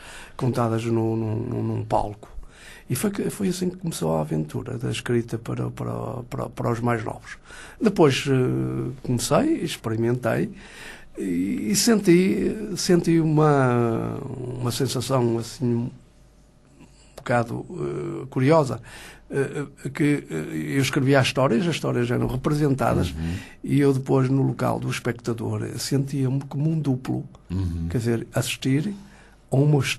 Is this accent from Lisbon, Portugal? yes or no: no; Avintes, Porto, Portugal; Sou natural de Vintes.